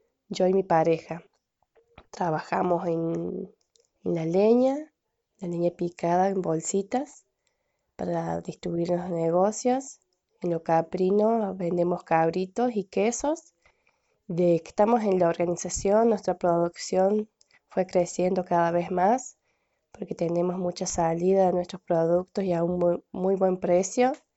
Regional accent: San Tiburcio, Córdoba, Argentina; soy de San Tiburcio, en la provincia de Córdoba, en el departamento Pocho.

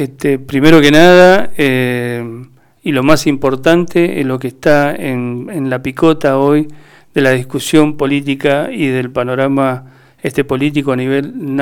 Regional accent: Mendoza, Argentina; nosotros como mendocinos tuvimos la semana pasada toda una situación bastante agitada

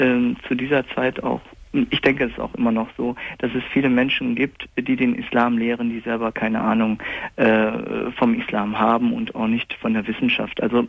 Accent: Germany; Bin hier in Deutschland aufgewachsen, in einer muslimischen Familie.

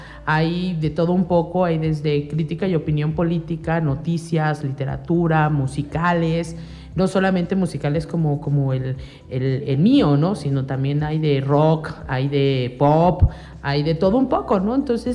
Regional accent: Amecameca, State of Mexico, Mexico; nosotros somos ciudadanos de Amecameca, del mundo, ¿no?

